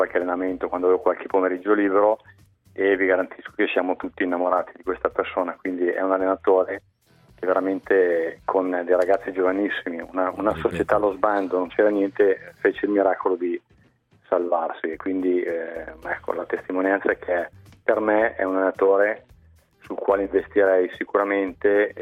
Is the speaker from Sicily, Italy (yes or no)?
no; Mantua, Lombardy, Italy; Ecco, io sono di Mantova